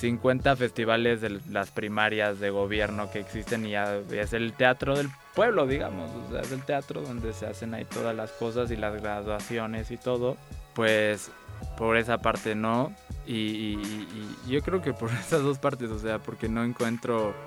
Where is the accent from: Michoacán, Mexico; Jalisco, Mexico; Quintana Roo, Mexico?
Quintana Roo, Mexico; Chetumal; now in Mexico City, Mexico; desde que llegué a la Ciudad de México fui al teatro. O sea, en Chetumal te digo, nunca había teatro.